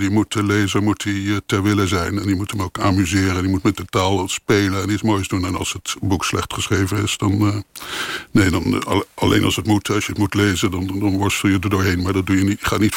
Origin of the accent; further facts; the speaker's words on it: The Hague, South Holland, Netherlands; Nou, dat ben ik ook. Ik kom ook uit Den Haag.